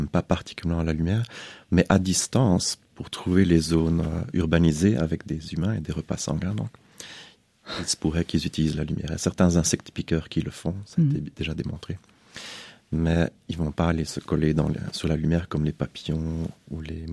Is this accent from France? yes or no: no; Belgium; Je suis belge